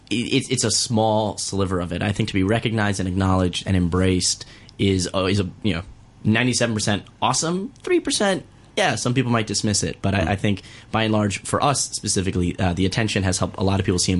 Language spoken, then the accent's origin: English; Miami, Florida, United States; And growing up in Miami, that's not the world I lived in. You know, honestly, as a local to Miami, Miami Beach is inconvenient.